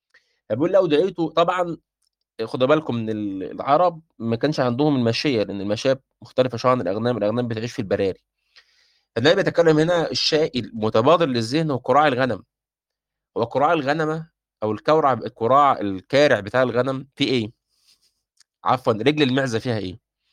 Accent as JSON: {"language": "Arabic", "country": "Egypt", "said": "احنا عندنا في مصر مش معتادين الاكل باليد"}